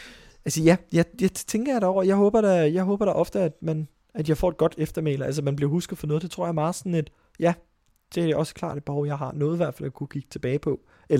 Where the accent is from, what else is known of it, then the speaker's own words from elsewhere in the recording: Frederiksberg, Capital Region, Denmark; Jeg voksede op i Frederiksberg med min familie og masser af skoleskift.